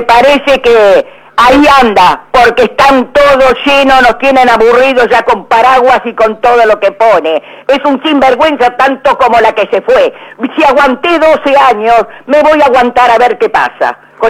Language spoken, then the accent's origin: Spanish; Avellaneda, Buenos Aires Province, Argentina; soy de Avellaneda, María también.